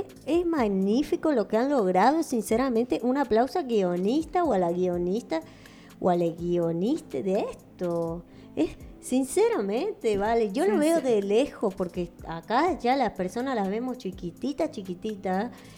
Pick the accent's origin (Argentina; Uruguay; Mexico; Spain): Uruguay; now in Paraguay; yo, que casi que soy paraguaya, porque me alejé tanto de Uruguay que casi que soy paraguaya